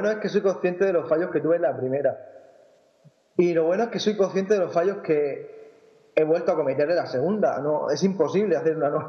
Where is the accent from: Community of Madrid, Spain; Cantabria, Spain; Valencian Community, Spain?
Valencian Community, Spain; Rafal; Pues yo soy de un pequeño pueblo de Alicante, de un pueblo que se llama Rafal. Es un pueblo chiquitito, muy pocos habitantes, tenemos unos 4.500 más o menos, si no me equivoco, por ahí.